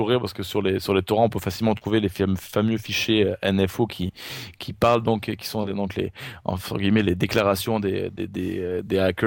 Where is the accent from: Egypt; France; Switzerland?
France; now in Canada; je viens de France. Ça fait 20 ans que je suis au Québec maintenant, donc j'ai ma citoyenneté depuis maintenant plus d'une dizaine d'années.